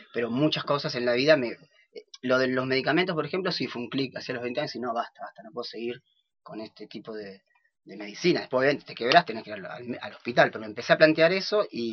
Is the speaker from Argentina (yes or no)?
yes; Buenos Aires, Argentina; born there; Yo nací en la ciudad, en Buenos Aires.